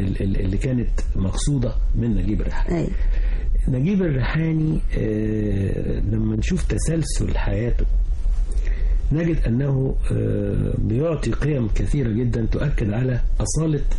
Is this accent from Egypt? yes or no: yes; El Mahalla El Kubra, Gharbia, Egypt; كنا إحنا أصلا من المحلة الغربية، فشفته في طنطا